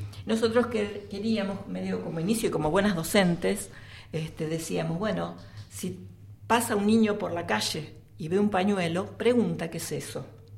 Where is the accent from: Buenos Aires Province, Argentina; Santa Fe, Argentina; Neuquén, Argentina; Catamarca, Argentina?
Buenos Aires Province, Argentina; Quilmes; nosotras, que somos de Quilmes, de Ranelag, lo escuchamos en la radio